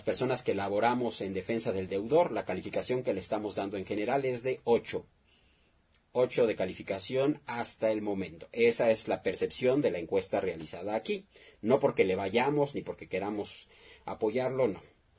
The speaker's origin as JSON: {"language": "Spanish", "country": "Mexico", "said": "Yo creo que es lo peor que podemos hacer como mexicanos, que exista esa división."}